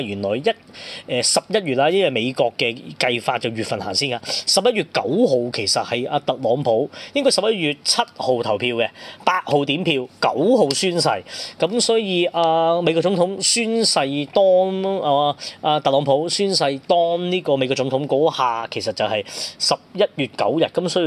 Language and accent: Cantonese; Hong Kong; 咁啊變咗我哋香港人睇啊分外親切啦